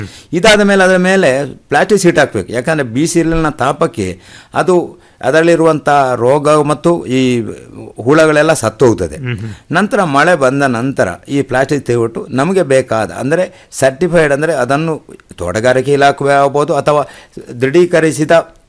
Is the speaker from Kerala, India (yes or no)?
yes; Uppala, Kerala, India; ನಂದು ಉಪ್ಪಳ, ಕಾಸರಗೋಡು ತಾಲೂಕಿನ ಉಪ್ಪಳ ಬಂದಿಯೋಡ್ನ ಕುಬಣೂರು ಎಂಬಲ್ಲಿ.